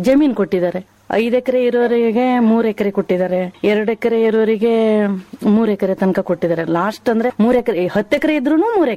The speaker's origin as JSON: {"language": "Kannada", "town": "Yellapur", "region": "Karnataka", "country": "India", "said": "ಆ ಕಡೆಯಿಂದ ಯಲ್ಲಾಪುರದಿಂದಾನೇ ನಾವು ಬಂದಿದ್ದು, ಕೊಡಸಳ್ಳಿ ಡ್ಯಾಮ್ ಪ್ರಾಜೆಕ್ಟ್ ಇಂದ ಬಂದಿದ್ದು ನಾವು ಇಲ್ಲಿ."}